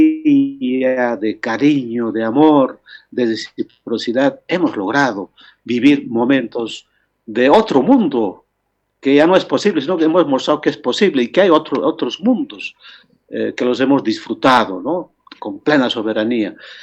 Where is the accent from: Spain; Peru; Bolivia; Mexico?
Bolivia; Nuestro sueño como bolivianos en aquel tiempo era construir